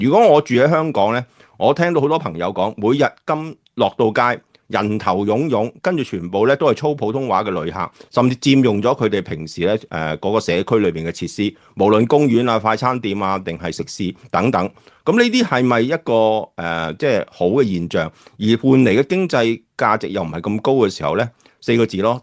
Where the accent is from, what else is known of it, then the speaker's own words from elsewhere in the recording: Guangdong, China; 我哋廣東人有句説話就最好噶